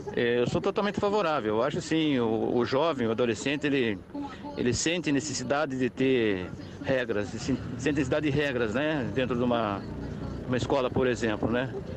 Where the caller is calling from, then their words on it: São Paulo, Brazil; sou daqui da Zona Norte.